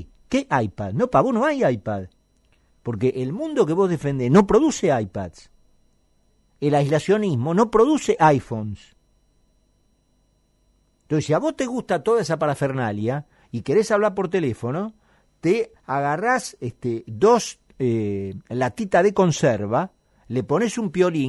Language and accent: Spanish; Argentina; a la que tan afectos somos los argentinos